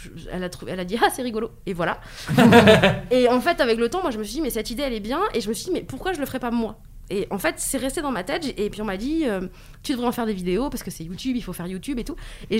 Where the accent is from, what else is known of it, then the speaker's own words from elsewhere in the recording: Brittany, France; chez moi en Bretagne, chez mes parents.